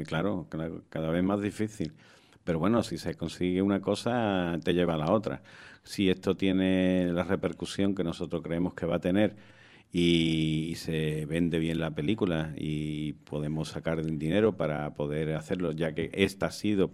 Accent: Málaga, Andalusia, Spain; ¿De dónde? Y yo, de Málaga.

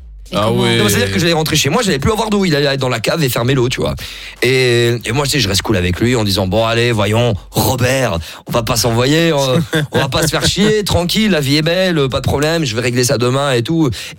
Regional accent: Belgium; born there; Mon père est d'origine sénégalaise et ma mère est belge. Je suis né en Belgique, mais je suis métissé.

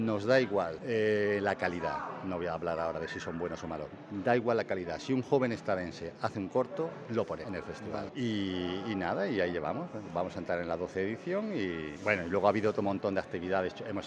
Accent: Cuacos de Yuste, Extremadura, Spain; now in A Estrada, Spain; Mira, yo no soy natural de Estrada. Ajá. Verdaderamente soy extremeño.

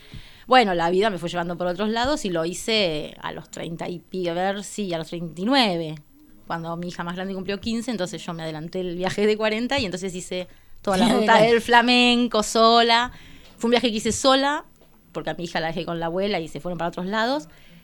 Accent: Mérida, Venezuela; Sí. De la ciudad de Mérida.

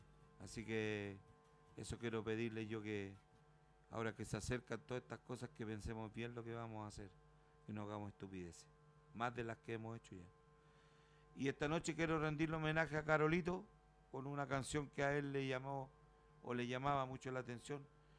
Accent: Pedro Aguirre Cerda, Santiago Metropolitan Region, Chile; born there; un vecino mío de allá de la población, Pedro Aguirre Cerda, de donde yo nací

